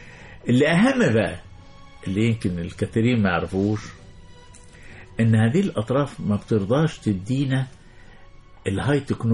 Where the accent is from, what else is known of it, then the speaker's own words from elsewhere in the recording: Egypt; طب احنا مصريين بقى